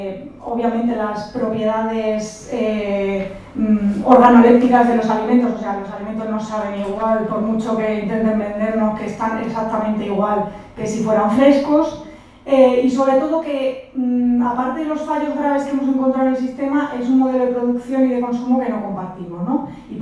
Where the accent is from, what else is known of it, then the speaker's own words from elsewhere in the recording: Community of Madrid, Spain; accent: Madrid; now in Granada, Spain; vengo de Granada, aunque soy madrileña, por mi acento lo notaréis. Llevo en Granada 10 años